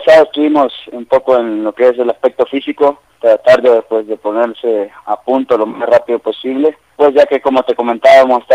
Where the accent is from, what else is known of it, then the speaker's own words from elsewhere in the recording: El Salvador; pues uno siempre como salvadoreño siempre está dispuesto a colaborar